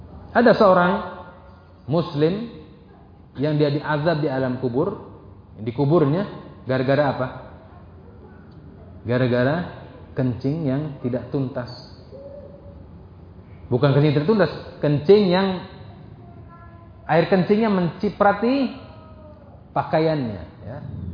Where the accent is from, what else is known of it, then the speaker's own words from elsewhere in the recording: Indramayu, West Java, Indonesia; Zaman dulu saya kecil, karena saya hidup di Indramayu, tinggal lama ya di Indramayu, saya orang Indramayu